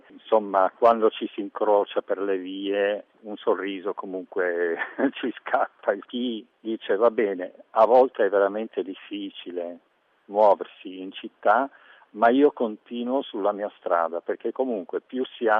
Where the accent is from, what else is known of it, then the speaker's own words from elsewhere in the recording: Belgium; Italian is a second language; Io sono belga, quindi notoriamente noi ci spostiamo in bicicletta.